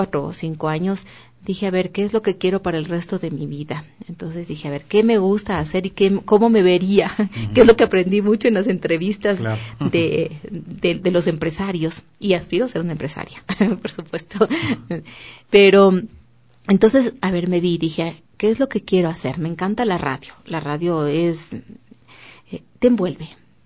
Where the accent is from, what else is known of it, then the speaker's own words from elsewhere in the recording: Ecuador; Y resulta que a veces te da dolor porque vas y te dicen, ¿de dónde eres? De Ecuador. ¿Y dónde es eso? ¿Qué es eso?